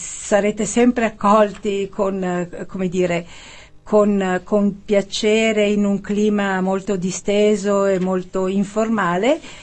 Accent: Milan, Lombardy, Italy; perché io sono milanese e da molti anni vado in vacanza a Positano

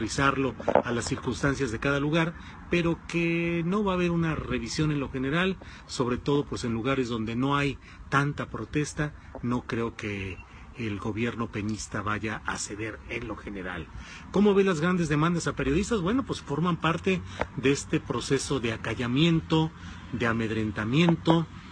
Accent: Torreón, Coahuila, Mexico; me acordé que yo soy coahuilense, que nací en Torreón, Coahuila, y que tengo muchas cosas que decir también en Coahuila

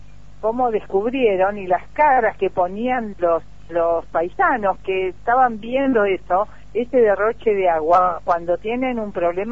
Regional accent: Argentina; es alevoso lo permisivos que somos los argentinos, ¿no?

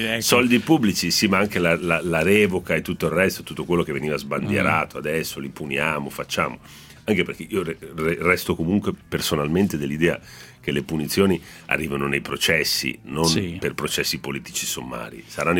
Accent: Genoa, Liguria, Italy; sono genovese perché mugugno. Il genovese mugugna.

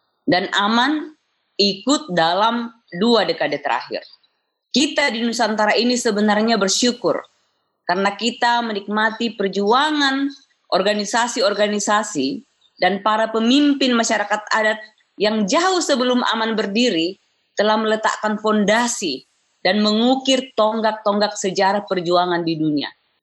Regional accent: South Sulawesi, Indonesia; now in Bogor, Indonesia; Khusus untuk kampung halaman saya, Sangtorayan, Manasu Moraka.

